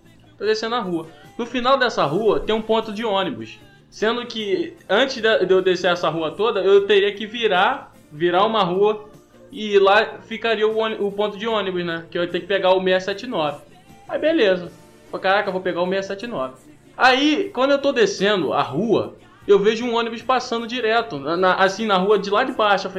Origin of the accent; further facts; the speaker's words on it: Rio de Janeiro, Brazil; Eu, mano, sou carioca